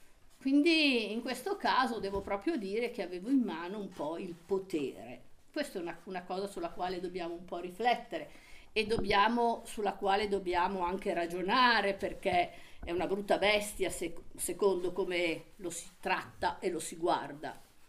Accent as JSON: {"language": "Italian", "town": "Savona", "region": "Liguria", "country": "Italy", "tie": "born there", "said": "Io sono nata in Liguria, a Savona, e poi ho fatto un salto e sono andata, quindi Savona è sul mare, vicino a Genova. Poi ho fatto questo salto e sono andata in pianura, alle porte di Milano, in un paese abbastanza grossino, insomma, sui 7.000 abitanti"}